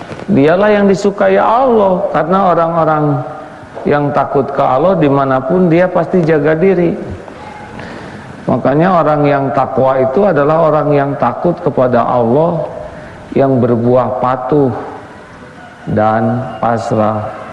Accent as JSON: {"language": "Indonesian", "country": "United States", "tie": "born there", "second_language": "Indonesian", "said": "Saya lahir di Amerika bukan pilihan saya."}